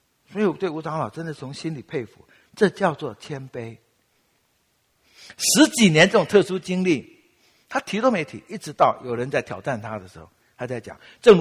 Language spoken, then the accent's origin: Chinese; Taiwan; accent: Taiwanese Mandarin; 因为我们台湾人哈，你知道我们有些台湾人哈，台湾国语。